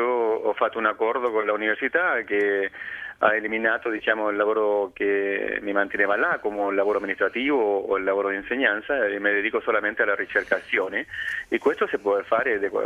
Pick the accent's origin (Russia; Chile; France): Chile; Italian is a second language; now in Edinburgh, United Kingdom; Io sono cileno.